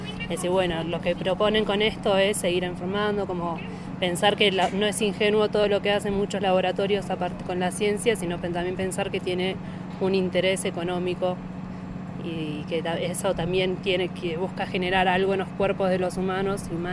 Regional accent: Argentina; Nosotras somos de Argentina

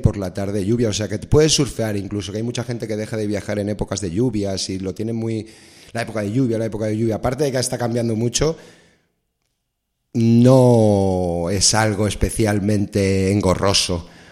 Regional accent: Spain; soy español, pero lo tengo un poco dividido casi ya, ¿eh? Entre España y Costa Rica me siento un poco tico.

